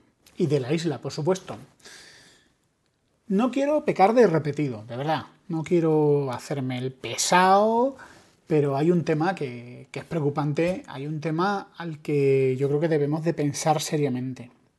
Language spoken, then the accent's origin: Spanish; Spain; yo, como todos, y como buen español que soy, también sufro de los mismos males que aquejan a mis compatriotas